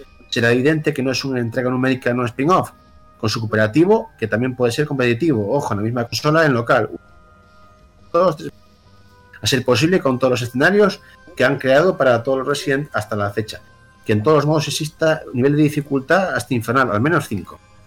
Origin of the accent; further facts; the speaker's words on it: Spain; y yo soy español